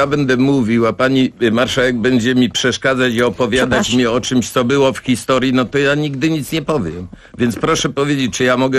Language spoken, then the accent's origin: Polish; Kraków, Lesser Poland, Poland; mnie wstyd, bo jestem z Krakowa, chodzę koło tych kamienic.